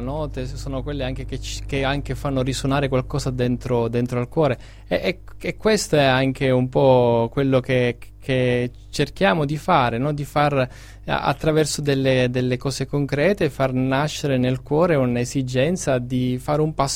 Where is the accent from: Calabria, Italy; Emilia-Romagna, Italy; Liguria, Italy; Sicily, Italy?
Sicily, Italy; anche essendo siciliano … mi ha sempre colpito